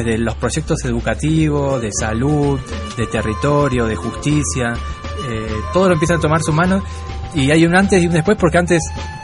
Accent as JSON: {"language": "Spanish", "country": "Argentina", "said": "Por ejemplo, yo vengo de Argentina y los pueblos originarios allá están como antes del 94"}